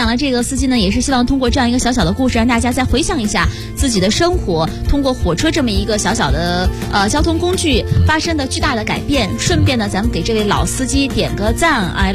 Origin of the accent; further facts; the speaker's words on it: Shandong, China; now in Beijing, China; 像我回家，我是山东人嘛，我回家特别方便。从北京到我们家坐高铁只需要2.5小时。